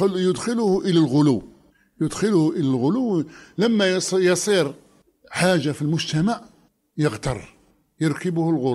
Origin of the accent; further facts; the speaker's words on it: Oran, Oran Province, Algeria; عندنا في وهران